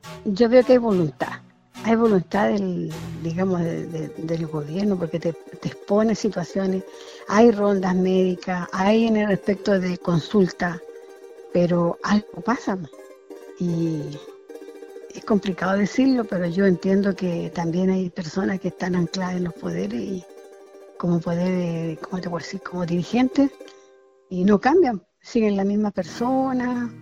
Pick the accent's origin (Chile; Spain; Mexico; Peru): Chile; Putre, Arica y Parinacota; now in Arica, Chile; provengo de la comuna de Putre, de Caquena, ahí están mis ancestros. Vivo actualmente en Arica